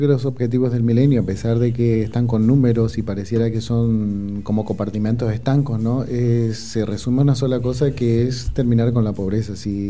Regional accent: Argentina; uno que viene como de Argentina también, un país deprimido

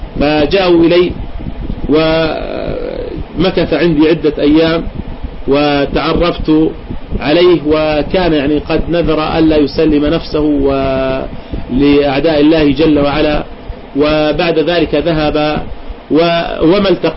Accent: Jordan; حصلت عندنا في الأردن تفجيرات

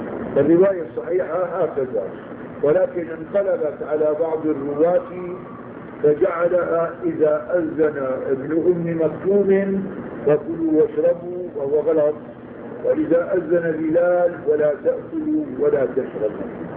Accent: Syria; عادة هون بيعملوا عندنا في الشام بين الأذان الأول والأذان الثاني ربع ساعة

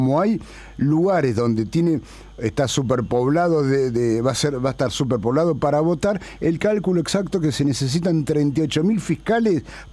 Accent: La Plata, Buenos Aires Province, Argentina; yo soy de La Plata, no puedo ir a fiscalizar

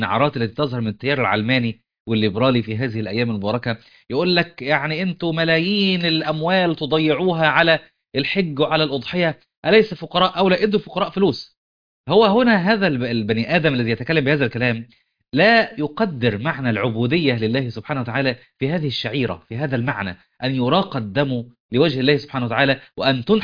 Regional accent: Upper Egypt, Egypt; فانزل عندنا في الصعيد بشوف بعض اخواننا واهلنا

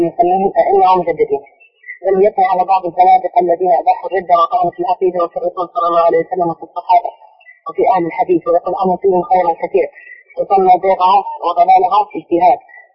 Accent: Hadhramaut, Yemen; عندنا في حضرموت

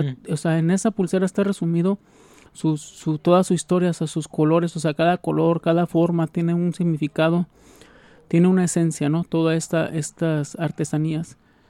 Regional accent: Mexico; nosotros como aquí mexicanos nos queremos sentir hasta yanquis

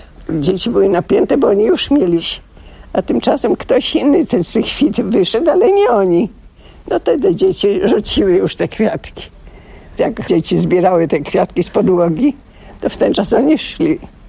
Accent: Zakopane, Lesser Poland, Poland; also born or lived in Radomyśl / Krynica-Zdrój; Urodziłam się u babci w Radomyślu, a mieszkałam w Zakopanej. W 25. Do 10 roku życia. A potem przyniosłam się do Krynicy Zdrój. To był rok przed wojną, to był 38 rok.

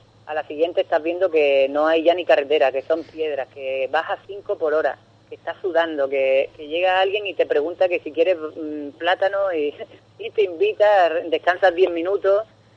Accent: Ubrique, Andalusia, Spain; que llegaran a mi casa o a mi pueblo en Ubrique

